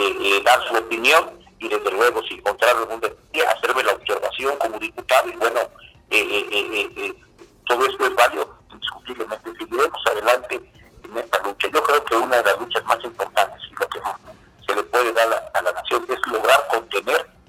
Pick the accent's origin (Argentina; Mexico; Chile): Mexico; Poza Rica, Veracruz; es un gusto saludarte y a todos los que escuchas allá en mi ciudad Poza Rica, y desde luego toda la zona norte del estado